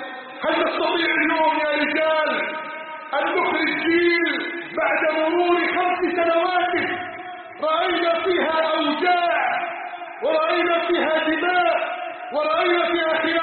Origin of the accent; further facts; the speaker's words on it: Egypt; حتى أسأله عن بلدنا مصر